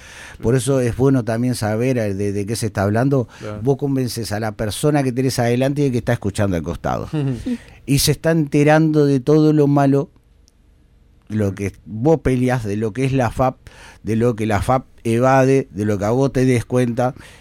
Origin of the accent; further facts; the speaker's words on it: Uruguay; los únicos que perdemos somos los uruguayos